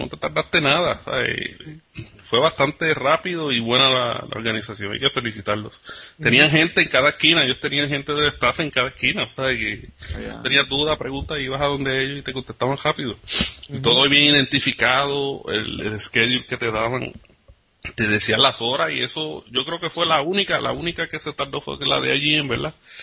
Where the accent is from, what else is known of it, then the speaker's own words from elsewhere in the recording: Puerto Rico; nos paramos en el medio como buenos puertorriqueños, en medio del pasillo